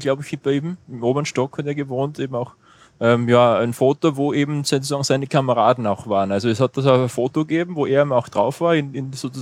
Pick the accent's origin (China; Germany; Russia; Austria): Austria; Rottenmann, Styria; Das ist bei uns in Rottenmann in der Obersteiermark.